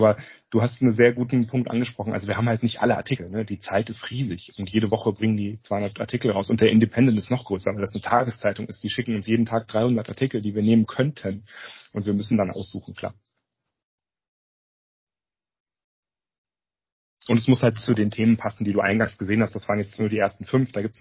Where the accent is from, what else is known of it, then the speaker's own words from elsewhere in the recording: Germany; Also ich merke das jetzt gar nicht, dass das übersetzt ist, weil ich bin ja Deutscher und ich lese das hier auf Deutsch.